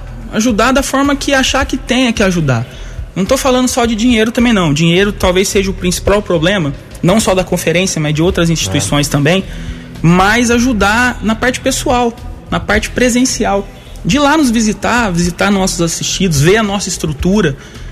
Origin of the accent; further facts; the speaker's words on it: Mococa, São Paulo, Brazil; now in Guaranésia, Brazil; Eu não sou natural de Guaranésia, na verdade, eu sou natural de Mococa. Mudei para cá com a minha família em 2000. Meu pai veio trabalhar na SIAC e acabou nós todos a vir morar aqui em Guaranésia.